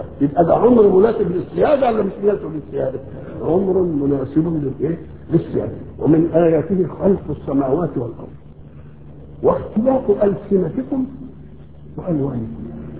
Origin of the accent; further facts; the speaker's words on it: Egypt; accent: Egyptian; ان كلمناهم بلهجتنا المصرية ما يفهموش ولا كلمة